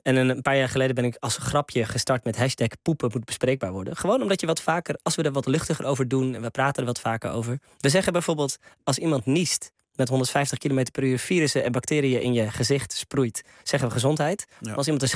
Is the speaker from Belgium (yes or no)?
no; Loosdrecht, North Holland, Netherlands; Hier in de buurt in Loosdrecht, waar ik ben opgegroeid.